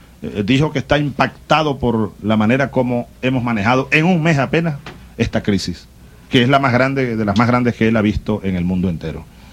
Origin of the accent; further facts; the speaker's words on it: Venezuela; como venezolano y comandante en jefe de la Fuerza Armada